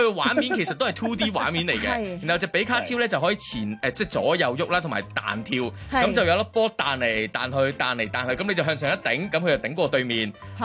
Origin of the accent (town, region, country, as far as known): Hong Kong